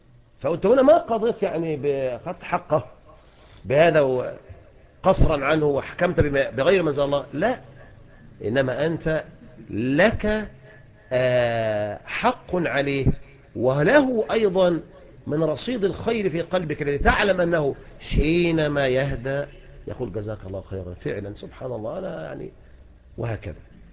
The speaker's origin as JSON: {"language": "Arabic", "country": "Egypt", "said": "هنا احنا في مصر لا يتعلق شيء اذن بذلك"}